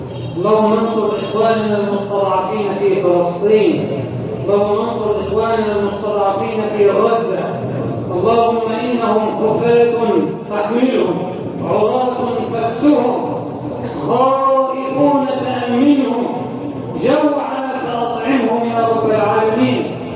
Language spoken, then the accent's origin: Arabic; Egypt; اجعل بلدنا مصر امنا امانا، سخاء رخاء